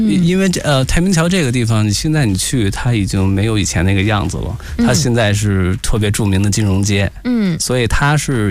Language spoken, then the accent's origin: Chinese; Beijing, China; 因为我是从小跟北京长大的嘛